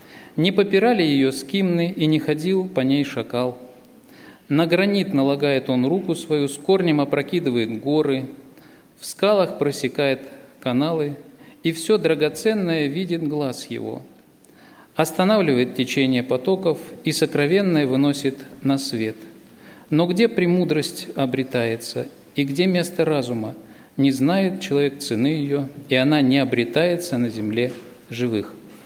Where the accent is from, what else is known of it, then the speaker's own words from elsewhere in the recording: Bogoroditsk, Tula Oblast, Russia; я из Тульской области. Город Богородицк у нас есть такой. Раньше я был членом церкви в Новомосковске.